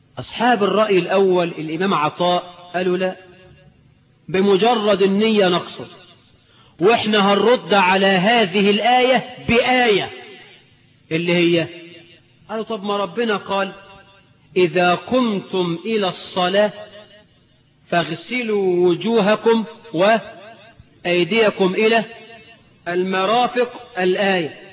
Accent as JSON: {"language": "Arabic", "town": "Suez", "region": "Suez Governorate", "country": "Egypt", "said": "اني راجل من السويس بلدي وركبت الباخرة"}